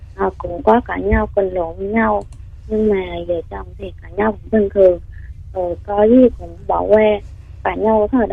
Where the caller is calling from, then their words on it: Gia Lai, Vietnam; em gọi tới từ Gia Lai chị.